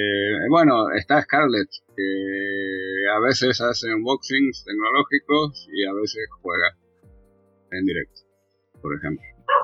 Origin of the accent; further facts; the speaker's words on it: Córdoba, Argentina; Yo soy de Córdoba, Argentina